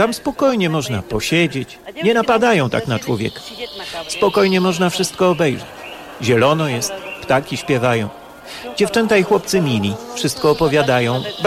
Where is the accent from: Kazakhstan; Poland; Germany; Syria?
Kazakhstan; Karaganda, Karaganda Region; Ja jestem z Karagandy, tam mieszka wielu Polaków.